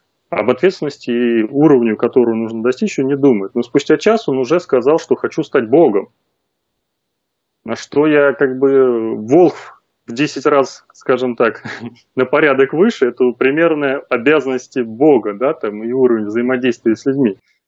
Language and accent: Russian; Moscow, Russia; now in Yaroslavl Oblast, Russia; родился и вырос в Москве, сейчас вот живу в родовом поместье в Ярославской области.